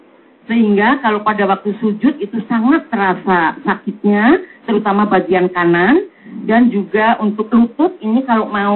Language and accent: Indonesian; Baleendah, West Java, Indonesia; kami rombongan 65 orang ibu-ibu PKK dari RW 03 Galipawarti, Bale Endah, Kabupaten Bandung.